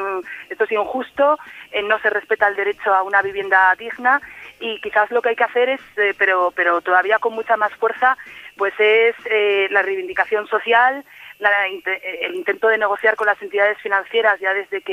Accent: Oviedo, Asturias, Spain; Sí. Soy de Oviedo.

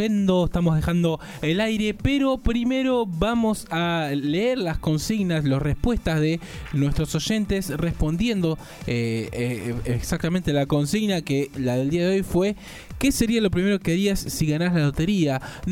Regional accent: Argentina; porque somos todos argentinos

